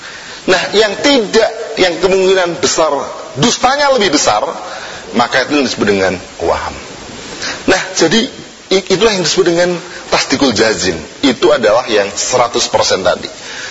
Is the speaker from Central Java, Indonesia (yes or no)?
no; Tuban, East Java, Indonesia; Bapak saya ini aslinya dari Surabaya, dari Jawa Timur, Tuban saya ini, ya.